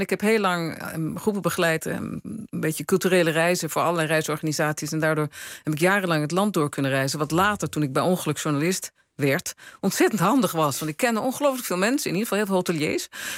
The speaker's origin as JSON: {"language": "Dutch", "country": "Netherlands", "lives_now": "Italy", "said": "Als iets is wat ik geleerd heb in Italië als Nederlander... is dat wij veel te veel dingen door- en uitpraten."}